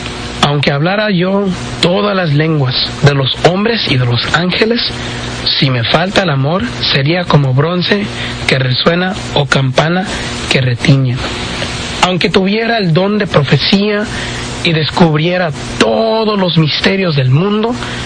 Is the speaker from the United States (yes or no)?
yes; Orosi, California, United States; somos del pueblecito de Orosi